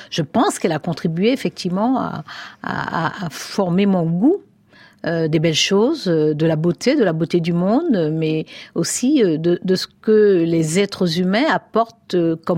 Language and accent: French; Cayenne, French Guiana, France; j'ai grandi à Cayenne jusqu'au baccalauréat